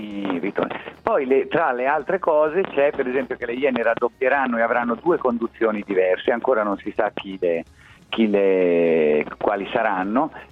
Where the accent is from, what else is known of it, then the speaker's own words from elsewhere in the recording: Lucca, Tuscany, Italy; perché anch'io sono di Lucca, sono di un'altra contea